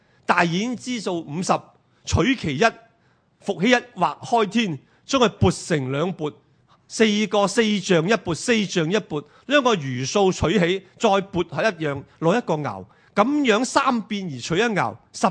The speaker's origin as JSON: {"language": "Cantonese", "country": "Hong Kong", "said": "我唔係大陸人啊，我哋係香港人。We come from Hong Kong, we Hong Kongese"}